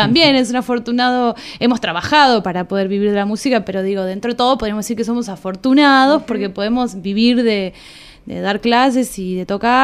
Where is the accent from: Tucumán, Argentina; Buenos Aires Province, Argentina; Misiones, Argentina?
Buenos Aires Province, Argentina; Pehuajó; yo no soy de acá, yo soy de Pehuajó, y ahí empecé a hacer música.